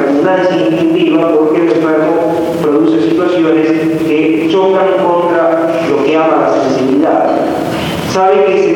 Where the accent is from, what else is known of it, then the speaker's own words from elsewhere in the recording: Argentina; Resulta que nosotros somos argentinos, estamos en 1986, tenemos la patria que tenemos